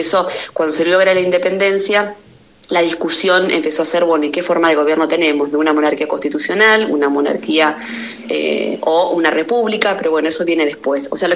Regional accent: Argentina; ¿Quiénes somos los argentinos hoy?

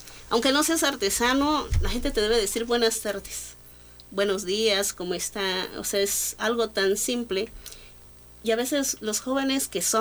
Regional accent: Ocotlán, Oaxaca, Mexico; Soy orgullosamente ocoteca, orgullosamente oaxaqueña, pero sobre todo soy orgullosamente mexicana.

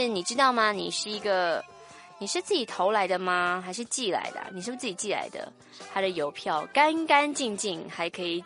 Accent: Zhonghe, New Taipei, Taiwan; 我是来自中和的男孩

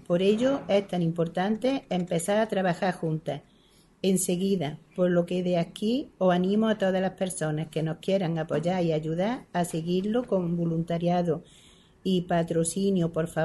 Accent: Archidona, Andalusia, Spain; Le doy las gracias por estar aquí en mi pueblo.

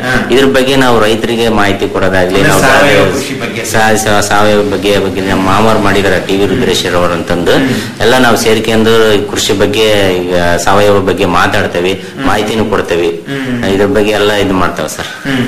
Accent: Karnataka, India; ನಮ್ಮೂರಲ್ಲಿ ದಾವಣಗೆರೆ ತಾಲೂಕು ಲಾಸ್ಟ್ ಊರ ಸರ್ ನಮ್ದು.

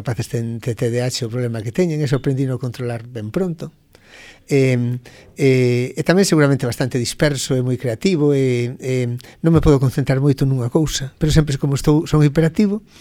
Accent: Santa Comba, Galicia, Spain; Eu, a verdade é que toda a miña infancia e xuventude en Santa Comba, da que son fillo predilecto, onde estou moi moi orgulloso de ser, foi moi feliz.

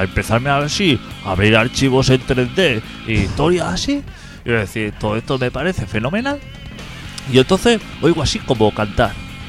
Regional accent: Carmelo, Colonia, Uruguay; mira, vengo de Carmelo a enseñaros 4 cosas.

